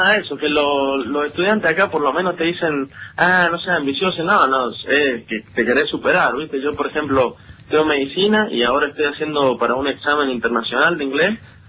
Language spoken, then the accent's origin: Spanish; San Juan, Argentina; now in La Rioja, Argentina; Pero soy de San Juan.